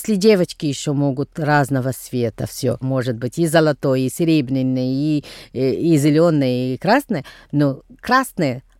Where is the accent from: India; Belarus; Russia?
India; Tamil Nadu; Russian is a second language; у нас Новый год в Южной Индии. Как, где я происхожу из Тамильнаду.